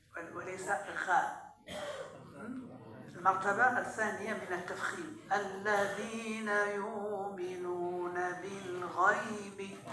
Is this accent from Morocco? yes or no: yes; Morocco; المعتمد عندنا في المغرب بالتوسط